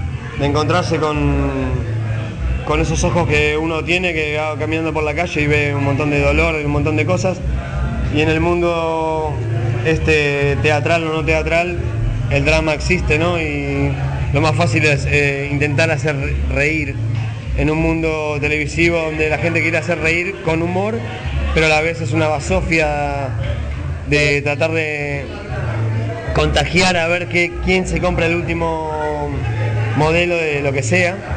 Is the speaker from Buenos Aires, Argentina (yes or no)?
yes; Buenos Aires, Argentina; yo crecí acá en Buenos Aires